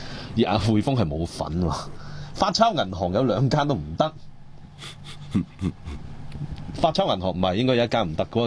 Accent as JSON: {"language": "Cantonese", "country": "Hong Kong"}